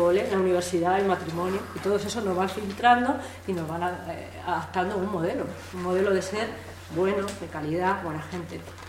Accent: Andalusia, Spain; also born or lived in Madrid; yo me he criado una parte en Madrid, aunque soy andaluza

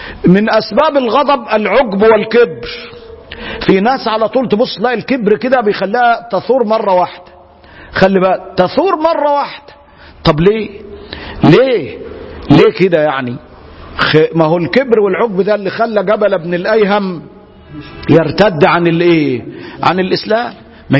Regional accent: Egypt; زي ما بيقولوا عندنا في مصر

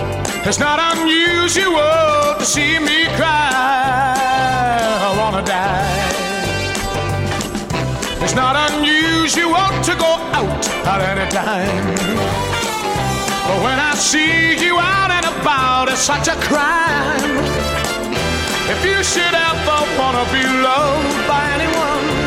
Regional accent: United States; io sono tecnicamente sono americano, ma io sto molto bene in Italia.

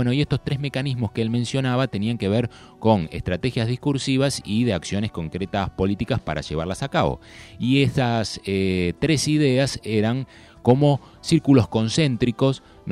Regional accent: Argentina; todos somos argentinos

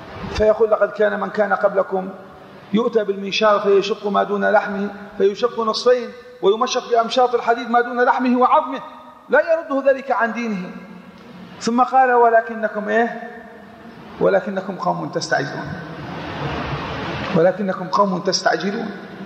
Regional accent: Yemen; عندنا في اليمن مثلا

